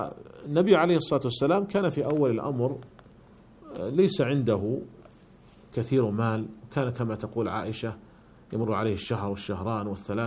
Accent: Saudi Arabia; وهذا هو الذي عليه عمل عندنا في المملكة العربية السعودية

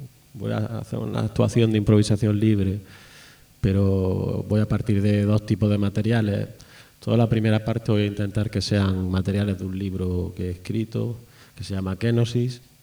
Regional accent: Granada, Andalusia, Spain; also born or lived in Almería; Bueno, vengo del sur de España, de Al-Ándalus. Vengo de Granada, de Almería.

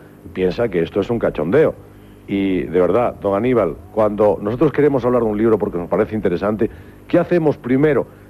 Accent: Spain; tuve muchísimo cuidado siempre, como español, tuve mucho cuidado siempre

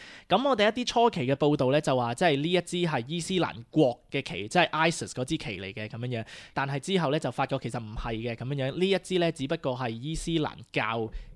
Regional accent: Australia; 我哋澳洲人

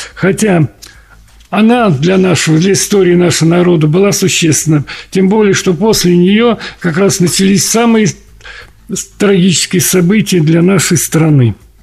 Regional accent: Moscow, Russia; born there; потому что я родился в Москве

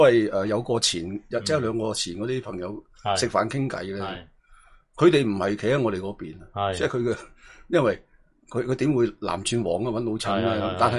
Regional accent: Guangzhou, Guangdong, China; 我都系老广州嚟噶。

